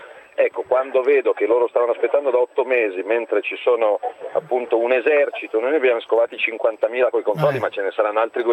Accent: Milan, Lombardy, Italy; come milanesi stiamo leggendo in questi giorni

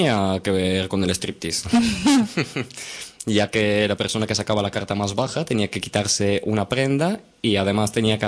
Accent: Bulgaria; also born or lived in Valencia; now in Barcelona, Spain; Sí, vengo de otro país, vengo de Bulgaria, pero bueno, actualmente desde hace unos 5 años estoy aquí en Barcelona.

